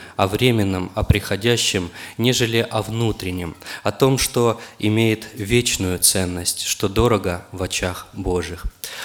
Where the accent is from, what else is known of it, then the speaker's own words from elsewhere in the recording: Oryol, Oryol Oblast, Russia; я из Орла